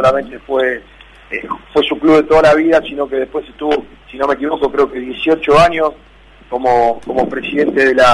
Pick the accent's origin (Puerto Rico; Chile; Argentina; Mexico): Argentina; o como me dicen a mí que soy argentino gallego